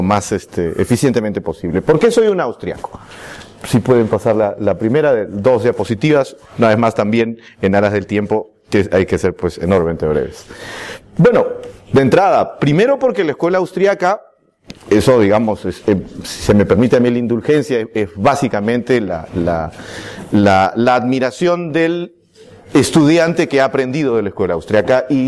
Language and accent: Spanish; Peru; Vengo desde el Perú